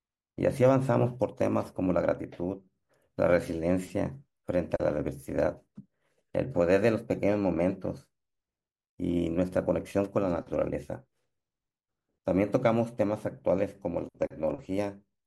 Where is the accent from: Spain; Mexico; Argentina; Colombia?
Mexico; Tepic, Nayarit; Hoy estoy hablando con ustedes desde mi tierra, la ciudad de Tepic, Nayarit, México